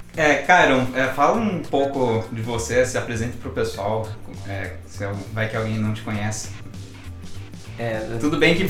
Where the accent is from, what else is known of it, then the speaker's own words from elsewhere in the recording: Jundiaí, São Paulo, Brazil; Nós dois somos de Jundiaí, né?